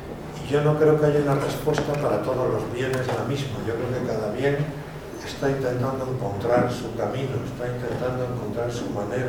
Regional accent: Spain; Yo, que soy español, veo no solamente cómo se está descomponiendo mi país

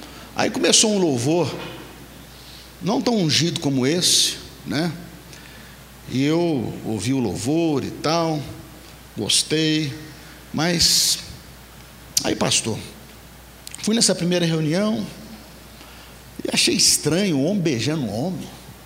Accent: Nanuque, Minas Gerais, Brazil; now in Belo Horizonte, Brazil; a Grande Nanuque, não sei quem ouvi falar, fica ali no Nordeste Mineiro, né? E viemos lá da Grande Nanuque e viemos para Belo Horizonte em 2001 e fomos morar 2 quarteirões da Igreja Batista Central no Santo Antônio.

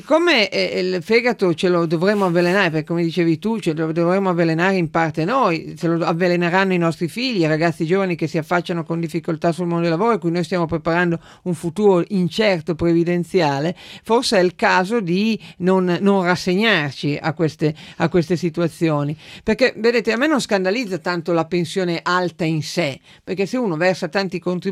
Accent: Piedmont, Italy; io sono piemontese, dove c'è un grosso nucleo

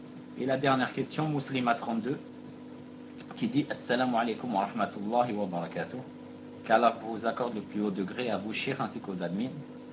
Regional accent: Algeria; La noix de muscade, chez nous en Algérie, on l'appelle Jouz-Tib.

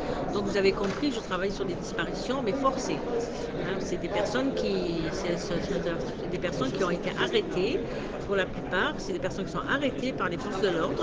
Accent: Algeria; Je suis algérienne

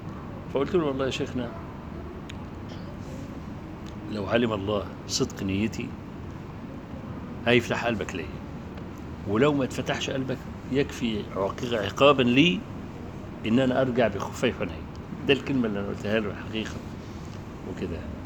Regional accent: Egypt; كان عندنا في مصر يعني

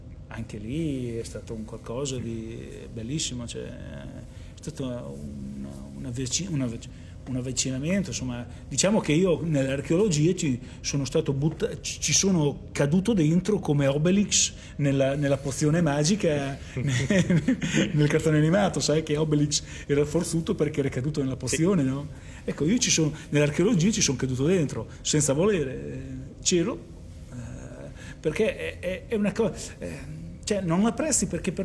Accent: Voghiera, Emilia-Romagna, Italy; also born or lived in Bologna; io sono nato a Bologna e mi sono trasferito, i miei genitori mi hanno portato qua in età scolare, cioè quando ho cominciato la prima elementare, nel 74-75. Quindi diciamo il mio ricordo di Voghiera comincia nel periodo scolastico

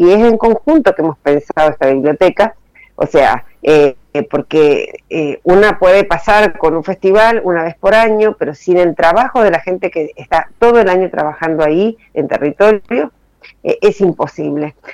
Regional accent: Mendoza, Argentina; now in Buenos Aires, Argentina; yo soy mendocina, pero vivo en Buenos Aires hace muchos años.

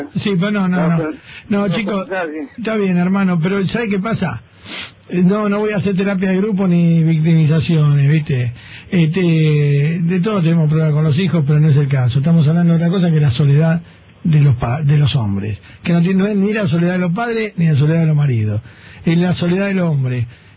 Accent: Argentina; Y yo soy otro argentino pelotudo que he jodido con todas esas cosas.

